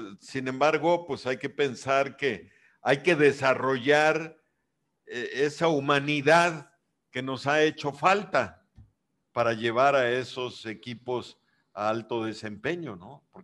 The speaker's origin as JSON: {"language": "Spanish", "region": "Yucatán", "country": "Mexico", "said": "el trabajo en equipo como yucatecos"}